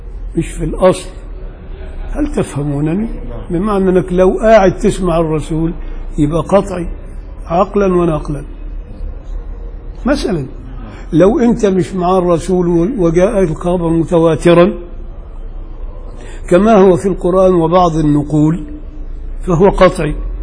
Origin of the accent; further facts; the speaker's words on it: Upper Egypt, Egypt; انا راجل صعيدي وبغير على اللي هنا.